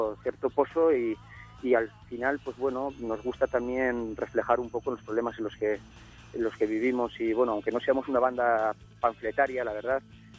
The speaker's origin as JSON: {"language": "Spanish", "region": "Navarre", "country": "Spain", "said": "Somos de aquí, de Navarra"}